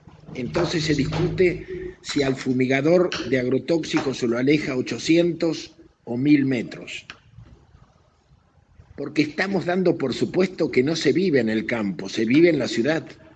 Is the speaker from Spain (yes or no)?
no; Argentina; Y a mí me dio mucha vergüenza, como ciudadano argentino